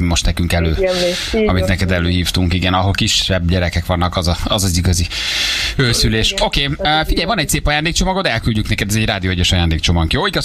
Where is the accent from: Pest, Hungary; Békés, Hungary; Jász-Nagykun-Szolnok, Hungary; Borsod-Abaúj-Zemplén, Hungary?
Pest, Hungary; Dunavarsány; Ó, de szerettem, hát én ott nőttem föl.